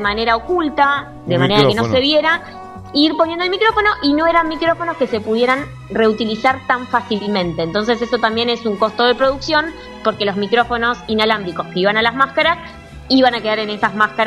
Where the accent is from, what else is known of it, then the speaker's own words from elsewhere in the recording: Argentina; innovamos como argentinos, bien argento